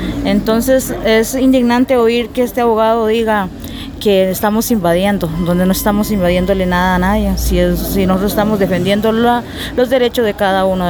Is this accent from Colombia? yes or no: no; Cabagra, Puntarenas, Costa Rica; yo vengo del territorio de Cabagra.